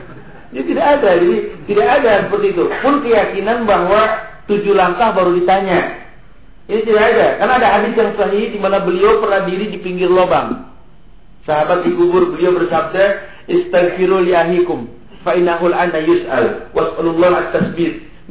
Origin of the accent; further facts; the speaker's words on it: Jakarta, Indonesia; suka di tradisi di Betawi ini, karena saya orang Betawi